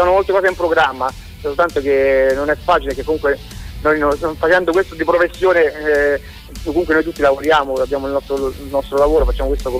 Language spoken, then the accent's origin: Italian; Rome, Lazio, Italy; Noi siamo di Roma.